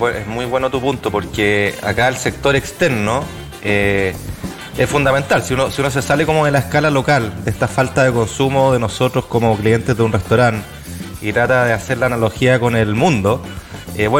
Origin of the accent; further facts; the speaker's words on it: Chile; acá se nos vienen como chilenos meses muy, muy difíciles.